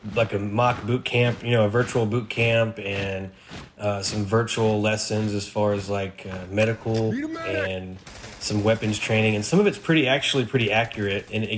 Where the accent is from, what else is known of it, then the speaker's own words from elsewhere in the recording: Oklahoma City, Oklahoma, United States; I'm from Oklahoma City, Oklahoma.